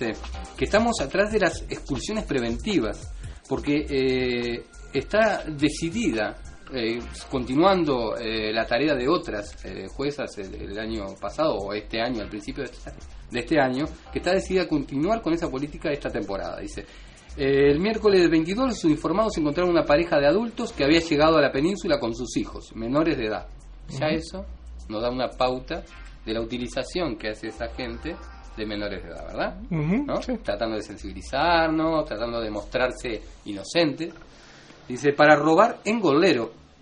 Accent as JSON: {"language": "Spanish", "country": "Uruguay", "said": "vengan, aquí estamos, somos uruguayos y estamos dispuestos a protegerlo."}